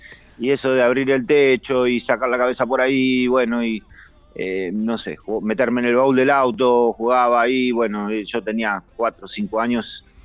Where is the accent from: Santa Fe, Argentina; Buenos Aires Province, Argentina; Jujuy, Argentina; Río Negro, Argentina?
Buenos Aires Province, Argentina; Martín Coronado; Yo me crié en la zona oeste, cerca del Palomar, un pueblo que se llama Martín Coronado.